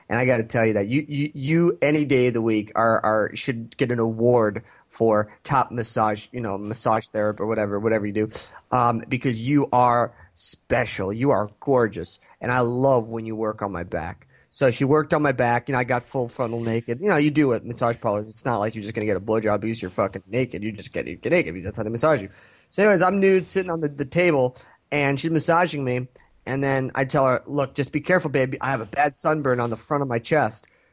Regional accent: United States; And you know me, I'm an American. I'm a white male.

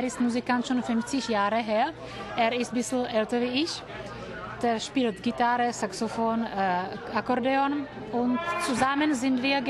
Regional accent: South Moravian Region, Czechia; Aber ich komme aus Tschechien.

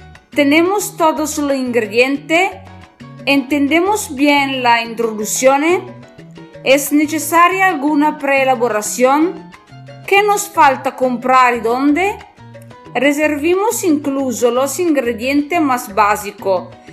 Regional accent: northern Italy, Italy; Spanish is a second language; Soy italiana del norte de Italia.

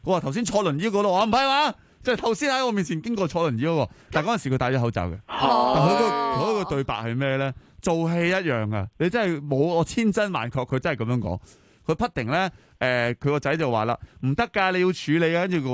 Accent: China; 但系我哋中国人不嬲觉得咧，聚就系福嚟噶嘛

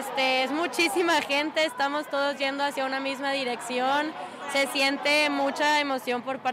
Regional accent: Mexico; La verdad, nosotras somos mexicanas, entonces para nosotros este es un día bastante importante

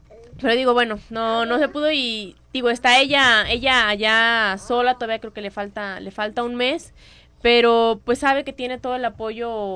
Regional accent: Mexico; ya estamos de un mismo bando, somos mexicanas

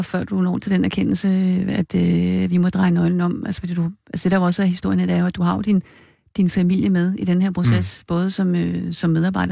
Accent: Capital Region of Denmark, Denmark; nu er jeg selv fra Nordsjælland

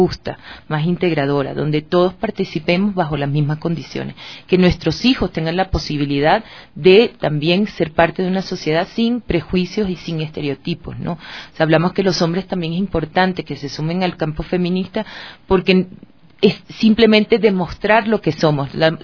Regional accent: Venezuela; now in Ecuador; O sea, yo soy venezolana, pero tengo 13 años viviendo aquí, o sea que ya también es mi país.

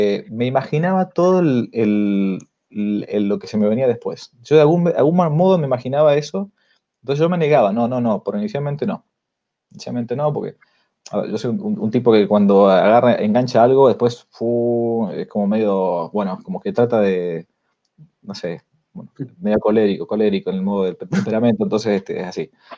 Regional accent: Argentina; accent: porteño; como yo no soy de San Rafael, sino que más bien para ellos era un porteño, ¿no? Aunque no nací en Buenos Aires, pero tengo la tornada más bien de un porteño

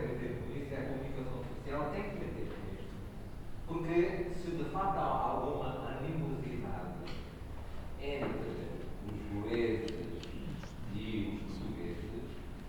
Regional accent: Goa, India; Portuguese is a second language; eu digo sempre que eu sou goês, indiano e tenho a saudade portuguesa.

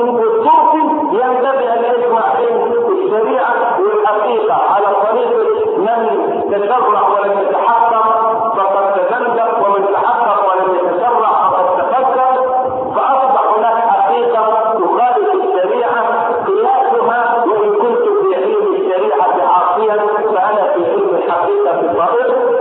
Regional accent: Egypt; وان لم تكن واضحه في حياتنا نحن هنا كمصريين

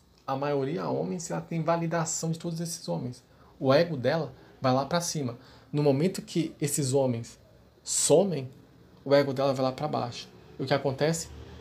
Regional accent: São Paulo, Brazil; Eu sou de São Paulo, pessoal.

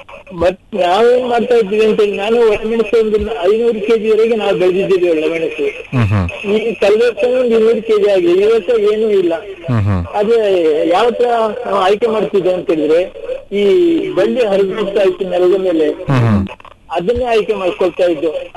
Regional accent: Kavoor, Karnataka, India; ಭಾಗಮಂಡಲ ನಾಡಿನಲ್ಲಿ ನಮ್ಮ ಊರು ಕಾವೂರು ಅಂತ

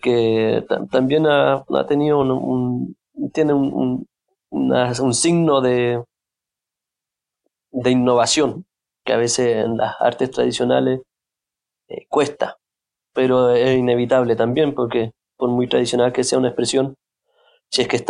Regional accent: Chile; no, yo soy chileno

